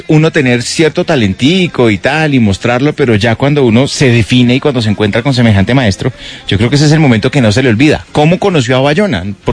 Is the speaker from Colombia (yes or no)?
yes; Colombia; a los de nuestra generación y a los que salimos de ese lugar de Colombia, nos tocó